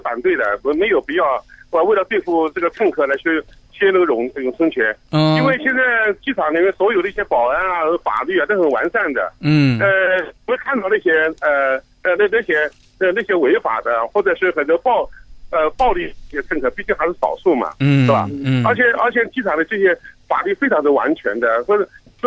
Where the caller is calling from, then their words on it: Hong Kong; 我在香港。